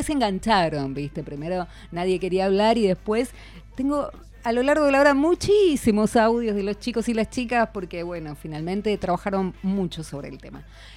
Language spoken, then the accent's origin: Spanish; Argentina; ya olvidamos tal vez el idioma porque no lo aprendimos, el idioma de nuestros abuelos. Ya somos como absolutamente argentinas